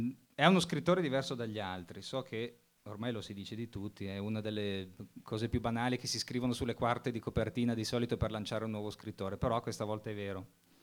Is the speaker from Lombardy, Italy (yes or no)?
yes; Abbiategrasso, Lombardy, Italy; visto che veniamo da Abbiategrasso